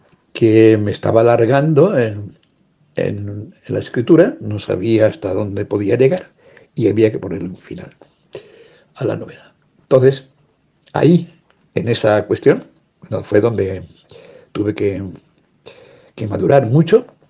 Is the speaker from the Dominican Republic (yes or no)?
no; Navajas, Valencian Community, Spain; se ha puesto en contacto conmigo la chica que lleva la biblioteca de mi pueblo, de Navajas, diciéndome, por favor, que organicemos una fecha para presentar mi libro en Navajas